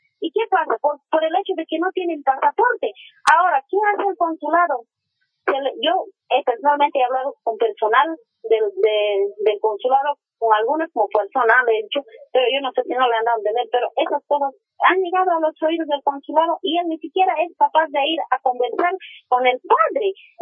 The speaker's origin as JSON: {"language": "Spanish", "country": "Bolivia", "lives_now": "Chile", "said": "nuestra autoridad como boliviano es como padre, como para orientarnos, no nos orienta."}